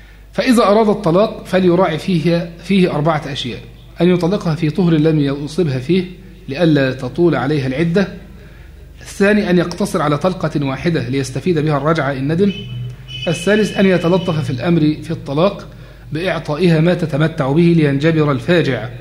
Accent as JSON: {"language": "Arabic", "country": "Egypt", "said": "زي ما بتنادي بيه بعض الحركات النسوية هنا عندنا في مصر"}